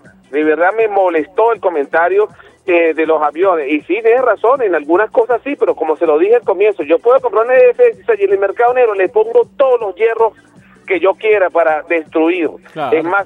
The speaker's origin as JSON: {"language": "Spanish", "country": "Venezuela", "said": "uno, como venezolano"}